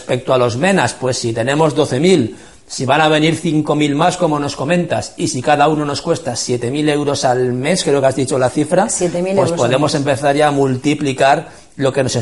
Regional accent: Spain; nosotros, que somos el pueblo español

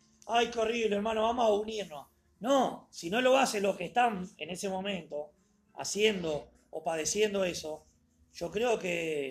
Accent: Uruguay; Porque yo soy uruguayo y mis sentimientos, mis emociones hacen que yo diga eso.

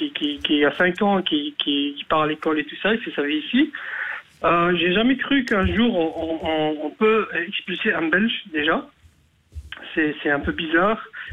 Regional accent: Algeria; now in Belgium; Je suis d'origine algérienne.

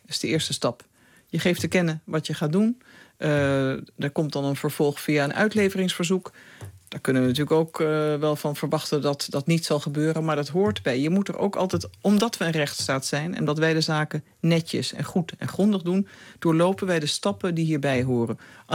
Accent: Netherlands; Maar als Nederlander, maar ik zou ook zeggen als toen ondersecretaris-generaal van de VN, wist ik wel

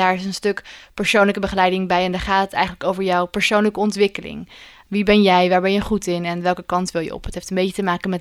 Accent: Ede, Gelderland, Netherlands; Ik kom oorspronkelijk uit Ede, uit het oosten van het land.

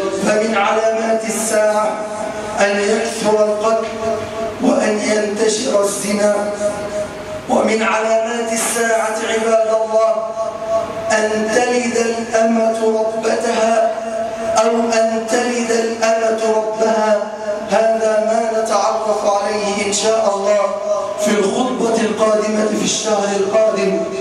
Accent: Egypt; اللهم ارفع عن بلدنا مصر الغلاء

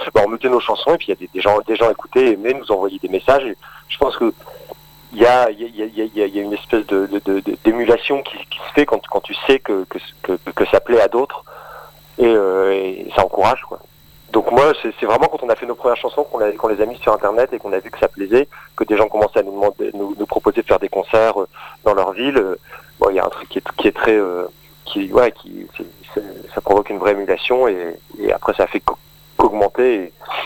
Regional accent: Roubaix, Hauts-de-France, France; Moi, je viens de Roubaix, dans le Nord.

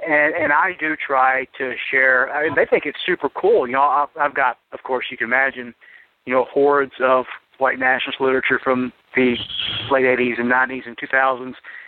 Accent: the South, United States; I was raised, you know, as a Southerner, to respect my elders, and I guess I'm an elder now.

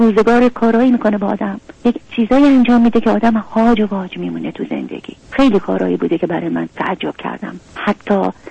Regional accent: Iran; moved away as an adult; رفتم شمال دنبالم اومدن. من 7-8 تا زندگی در ایران عوض کردم تا تونستم. دیگه میدم هیچ چاره ای ندارم که اون مملکتم و زادگاهم و خاطرات زندگی و کودکی و نوجوانیم و گذاشتم اومدم.

